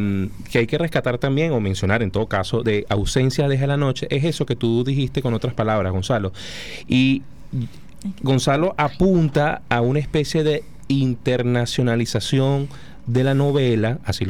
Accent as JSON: {"language": "Spanish", "town": "Caracas", "region": "Capital District", "country": "Venezuela", "said": "para aquellos que somos caraqueños, el Ávila es punto de referencia. El Ávila es nuestra brújula."}